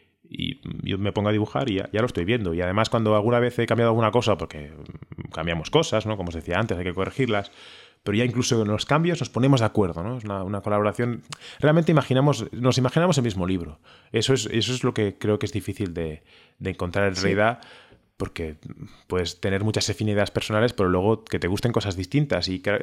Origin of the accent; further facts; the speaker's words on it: Barcelona, Catalonia, Spain; born there; Yo nací en Barcelona y en mi caso en concreto, mi familia, nos íbamos por Europa, ¿no?